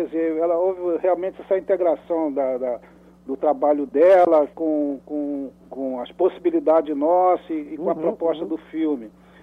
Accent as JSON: {"language": "Portuguese", "region": "Rio de Janeiro", "country": "Brazil", "tie": "born or raised there", "said": "eu morava no Rio de Janeiro, quando era menino, eu morava num bairro aqui no Rio de Janeiro chamado Benfica. É um bairro aqui, zona subúrbio do Rio."}